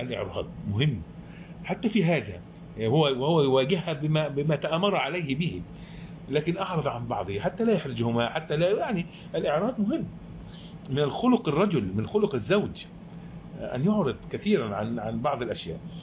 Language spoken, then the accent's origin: Arabic; Egypt; واحنا طبعا كمصريين بنقول انه لا